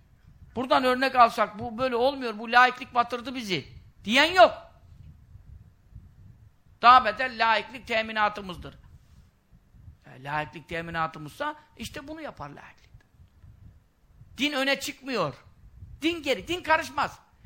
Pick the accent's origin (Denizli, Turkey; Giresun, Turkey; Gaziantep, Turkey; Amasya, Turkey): Giresun, Turkey; Görele; now in Istanbul, Turkey; Şimdi benim oturduğum yerde Görele Mahallesi şeyde. Beykoz'da zaten de Göreleliyim. Mahalle de oraya düştüm.